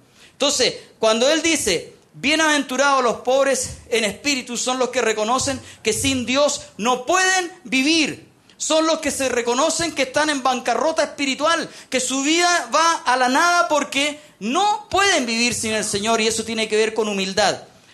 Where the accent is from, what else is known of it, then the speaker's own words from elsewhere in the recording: Chile; porque somos chilenos, independiente de la posición política que usted tenga